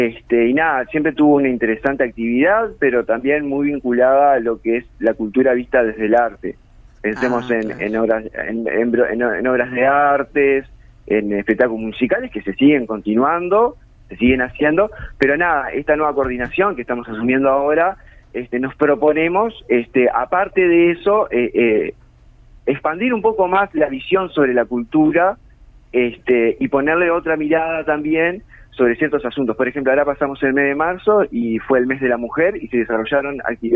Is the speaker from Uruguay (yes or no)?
yes; Uruguay; qué somos los uruguayos?